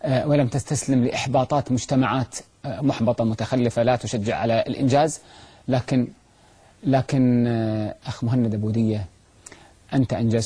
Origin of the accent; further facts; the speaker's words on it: Kuwait; عندنا في الكويت